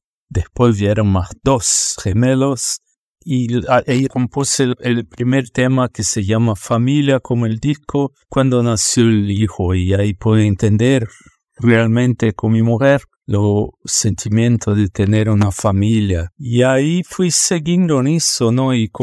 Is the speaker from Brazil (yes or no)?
yes; São Paulo, Brazil; now in Germany; Yo soy bajista de Brasil, de São Paulo, pero vivo en Alemania hace 29 años